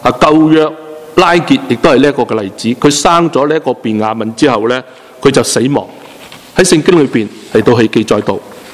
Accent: China; 好像我们中国人一哭二闹三上吊，通常是三样吓人的，不是真的。

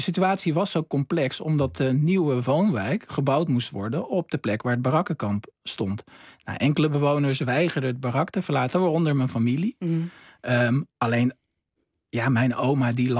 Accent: Vaassen, Gelderland, Netherlands; In Vaassen, waar ik vandaan kom, was er een hulpverleningsinstantie wat zich richtte op werkloosheid, drugsverslaving.

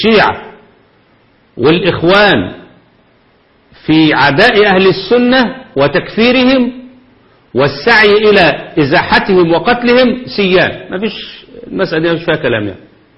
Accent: Egypt; الأمور الفكرية عندنا في مصر محتاجة شغل

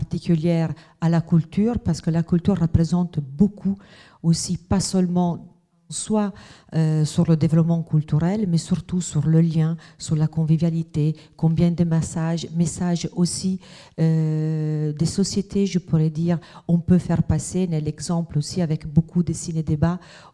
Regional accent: Italy; French is a second language; now in Sainte-Foy, France; Vous avez un mot avec accent, je suis italienne, et donc ça on le dit tout de suite.

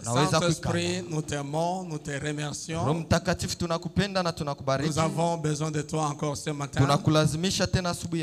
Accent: Tanzania; Même chez nous en Tanzanie, c'est comme ça.

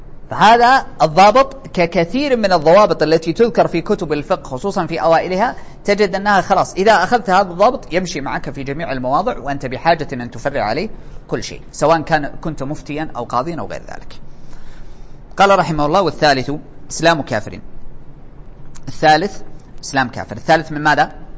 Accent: Saudi Arabia; لأنه عندنا في السعودية الواحد إذا مات ما يحيى مرة ثانية

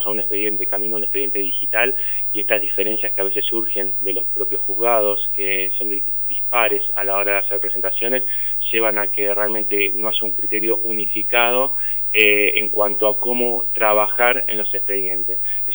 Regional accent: Tandil, Buenos Aires Province, Argentina; la cantidad de ciudadanos que somos de Tandil

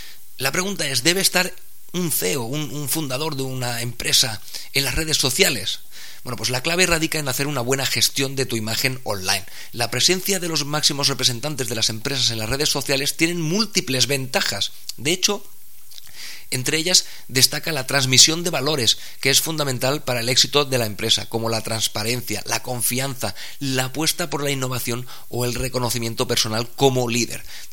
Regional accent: Spain; Los más reacios a gastar en Internet pues somos los españoles

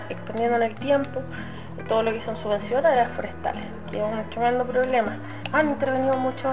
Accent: Nueva Imperial, Araucanía, Chile; soy de territorio de la Araucanía, específicamente la ciudad Nueva Imperial.

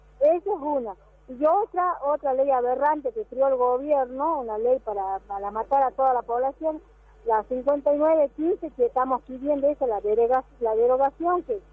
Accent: Laguna de Pozuelos, Jujuy, Argentina; soy de la Laguna de Pozuelo, de la comunidad de Rodeo.

